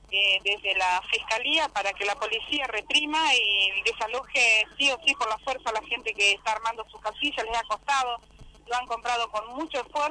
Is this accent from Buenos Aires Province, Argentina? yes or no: yes; Tigre, Buenos Aires Province, Argentina; nosotros somos de Tigre